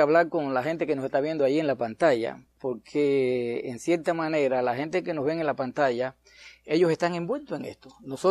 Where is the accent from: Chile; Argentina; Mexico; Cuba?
Cuba; le pasó a un gallego allá en mi país, en Cuba.